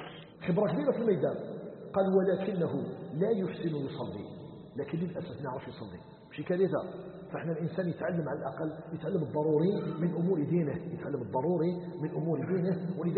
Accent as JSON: {"language": "Arabic", "country": "Algeria", "said": "احنا عندنا في الجزائر"}